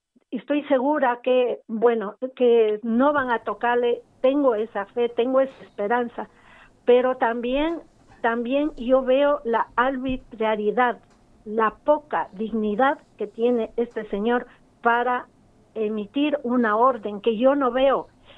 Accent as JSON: {"language": "Spanish", "country": "Ecuador", "said": "como ciudadanos ecuatorianos"}